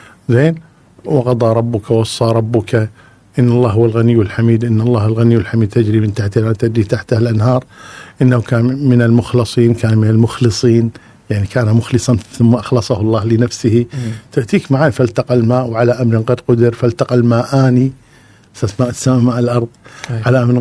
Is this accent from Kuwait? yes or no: yes; Kuwait; أذكر مشكلة عندنا بالكويت